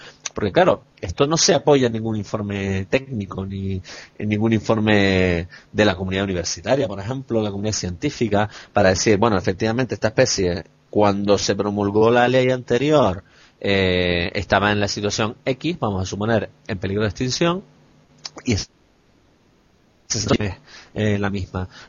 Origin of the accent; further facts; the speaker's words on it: Canary Islands, Spain; moved away; a mí personalmente me gustaría volver algún día a Canarias, ¿no? Y me gustaría que cuando volviera quedara algo, ¿no? Quedara algo de mi tierra, quedara algo de mis islas, de mis playas, de mis costas, de mis riscos, de mi cumbre